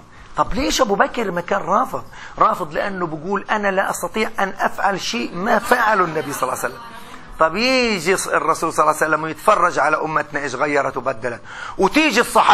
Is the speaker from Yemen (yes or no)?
no; Palestine; حتى إحنا كفلسطينيين أنا بقول